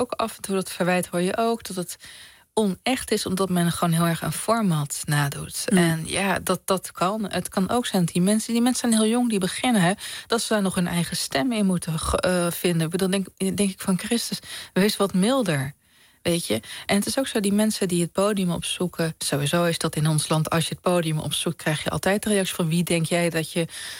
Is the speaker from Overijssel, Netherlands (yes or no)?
yes; Overijssel, Netherlands; Ik kom uit Twente, platteland.